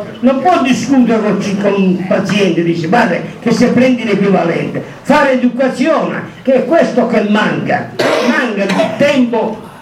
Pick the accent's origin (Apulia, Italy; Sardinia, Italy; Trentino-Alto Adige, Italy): Apulia, Italy; San Giovanni Rotondo; non qui al mio paese, San Giovanni Rotondo in Meridione